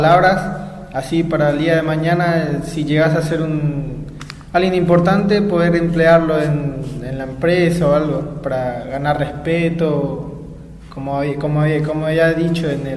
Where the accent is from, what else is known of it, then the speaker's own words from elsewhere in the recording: Avellaneda, Buenos Aires Province, Argentina; de Avellaneda, tengo 17 años